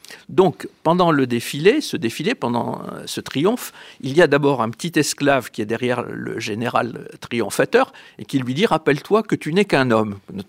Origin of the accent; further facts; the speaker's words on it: France; vous savez, nous sommes Français.